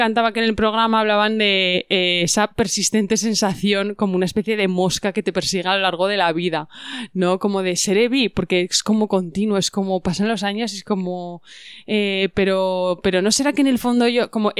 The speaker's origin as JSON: {"language": "Spanish", "region": "Aragon", "country": "Spain", "said": "nos meten en el saco de, pues que sois españoles. En el sentido de, bueno, bien, igual somos un pueblo de España. Pero que yo hay veces que me identifico, o sea, como que mi identidad aragonesa"}